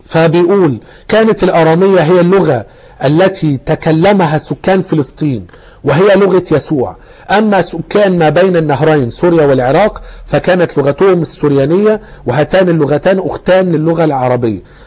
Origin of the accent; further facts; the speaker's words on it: Egypt; ممكن احنا كمصريين غيرنا في الخليج ما يفهموناش او العكس، مع ان احنا الاثنين بنتكلم عربي